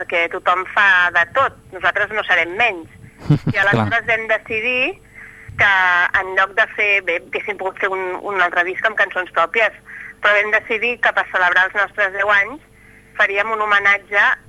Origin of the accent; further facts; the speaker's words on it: Barcelona, Catalonia, Spain; que som com els fundadors, som de Barcelona.